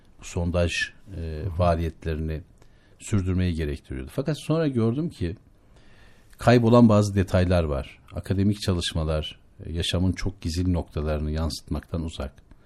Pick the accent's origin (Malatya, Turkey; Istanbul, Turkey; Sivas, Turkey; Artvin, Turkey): Artvin, Turkey; Şavşat; Ben Şavşatlıyım, Artvin Şavşatlıyım. Artvin Şavşat, Karaağaç Köyü.